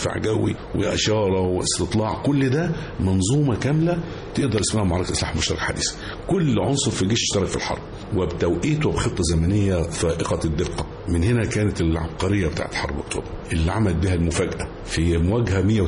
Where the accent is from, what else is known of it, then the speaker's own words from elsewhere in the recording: Port Said, Port Said Governorate, Egypt; فلما تهجر من بورسعيد ورحنا عندنا في المنصورة ساحة عند أهله وكده، لكن البيتي بيتي